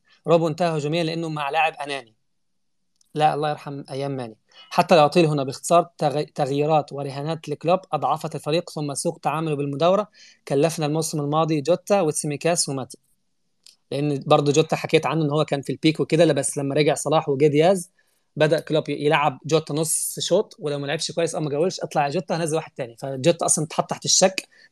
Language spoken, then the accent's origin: Arabic; Egypt; انا مصري بقول الكلام ده.